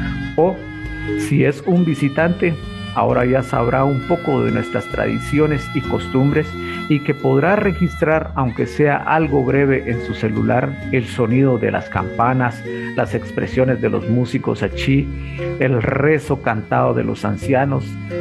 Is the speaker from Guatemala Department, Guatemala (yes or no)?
no; San Miguel Chicaj, Baja Verapaz, Guatemala; born or raised there